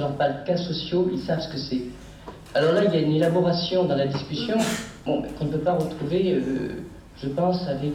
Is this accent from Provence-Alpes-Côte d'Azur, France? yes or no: yes; Provence-Alpes-Côte d'Azur, France; Je suis venu de Provence pour suivre l'enseignement de Vincennes.